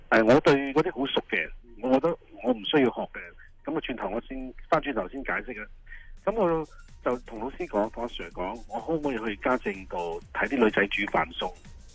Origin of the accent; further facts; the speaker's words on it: China; 其实我咧就因为我身份有啲奇怪嘅，咁虽然我系越南华侨，但系。我喺內地住嘅嗰個地方咧，係客家嘅地方嚟嘅。